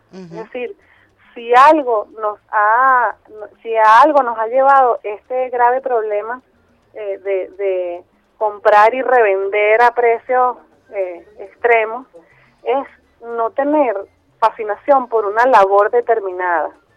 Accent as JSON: {"language": "Spanish", "country": "Venezuela", "said": "tanto que nosotros amamos lo que somos como así venezolanos."}